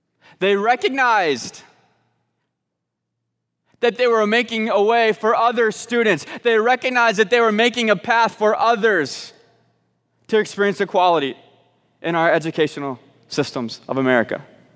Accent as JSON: {"language": "English", "town": "Little Rock", "region": "Arkansas", "country": "United States", "said": "many of you know that I am from Little Rock, Arkansas."}